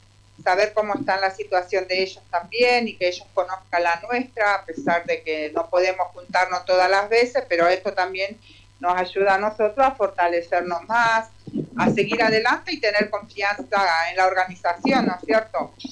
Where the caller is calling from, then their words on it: La Paz, Entre Ríos, Argentina; Estoy acá en La Paz, Entre Ríos.